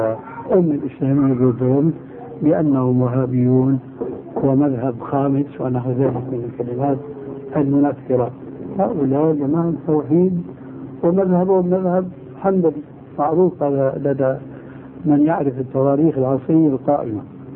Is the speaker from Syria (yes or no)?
yes; Syria; أنا أذكر من تاريخ حياتي هناك في سوريا